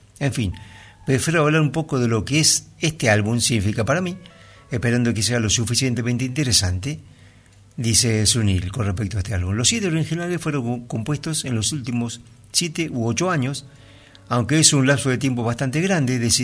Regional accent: Vigo, Galicia, Spain; nos trasladamos a Galicia, al noroeste de España, de donde era originario mi padre. Crecí en Vigo, una ciudad costera, industrial y pesquera.

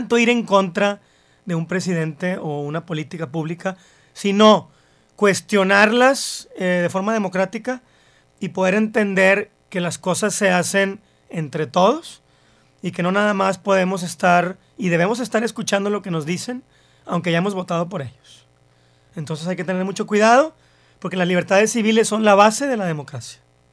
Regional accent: Mexico; derechos civiles que constitucionalmente tenemos como mexicanos

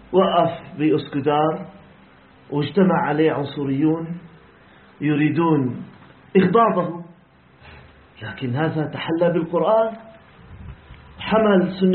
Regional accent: Syria; قضيتنا كسوريين يا أخواننا بسيطة جدا

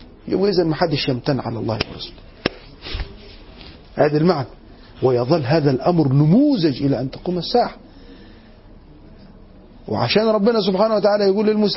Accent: Egypt; احنا كمصريين بنحب آل البيت

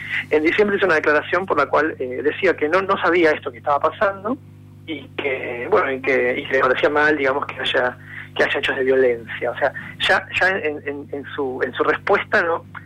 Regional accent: Mar del Plata, Buenos Aires Province, Argentina; Acá está hablando … de Mar del Plata. Soy el presidente de AMADI, Asociación Marplatense de Derechos por la Igualdad.

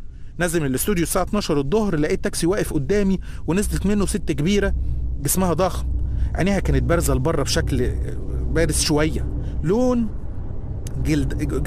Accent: Egypt; moved away; زي ما أنت عايز تقول، نادي بيا زي ما أنت عايز تقول. أنا مصري بس عايش برا مصر بقالي فترة.

